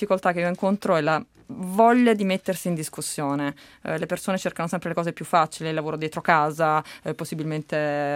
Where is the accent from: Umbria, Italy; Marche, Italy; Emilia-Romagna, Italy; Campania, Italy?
Campania, Italy; Naples; Mi hanno offerto un lavoro a Roma, io sono napoletana